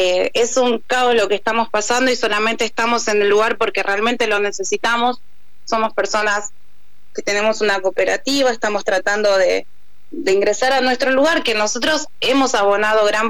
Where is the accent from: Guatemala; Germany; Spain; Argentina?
Argentina; Virrey del Pino, Buenos Aires Province; Bien, somos de Virrey del Pino, en kilómetro 35, el predio está ubicado entre Balestrín y California y Arroyo Morales.